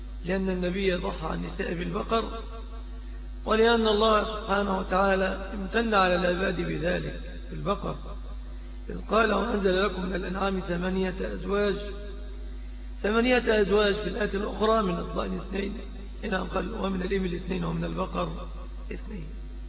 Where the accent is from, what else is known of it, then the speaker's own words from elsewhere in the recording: Egypt; الذي عم وطغى في بلادنا مصر